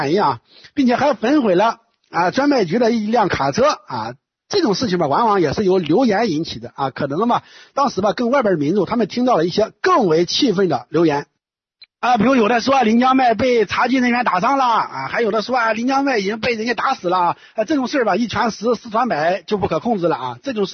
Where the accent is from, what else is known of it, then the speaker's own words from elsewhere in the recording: China; 但是咱们大陆人嘛，在今天可以说是司空见惯啊